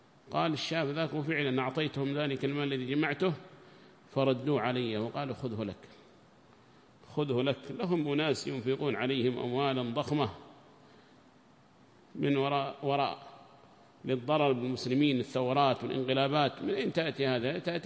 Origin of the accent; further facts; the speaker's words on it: Yemen; وتجدهم أول من يبرز أصحاب الجمعيات عندنا في اليمن